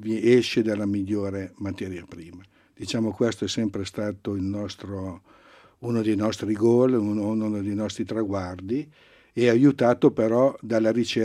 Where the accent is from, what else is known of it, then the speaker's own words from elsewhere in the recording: Lombardy, Italy; now in Biella, Italy; Pur essendo nel biellese, non siamo dei biellesi, in quanto veniamo dalla provincia di Varese.